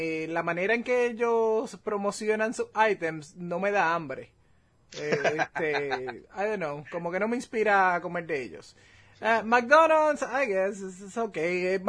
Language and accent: Spanish; Puerto Rico; moved away; Ya muchos de esos items que eran de los favoritos creciendo en Puerto Rico no existen acá.